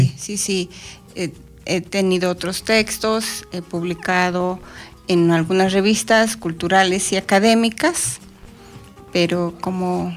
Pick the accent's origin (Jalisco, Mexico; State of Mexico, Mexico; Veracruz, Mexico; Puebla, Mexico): State of Mexico, Mexico; Atlautla; Yo soy de la delegación San Juan Tehuistitlán, pertenece al municipio de Atlautla, aquí de la zona de los volcanes.